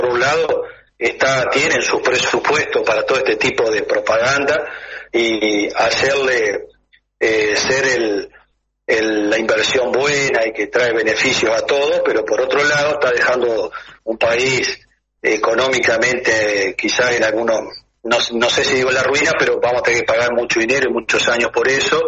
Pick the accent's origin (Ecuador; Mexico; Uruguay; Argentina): Uruguay; pero como uruguayo también, ¿no?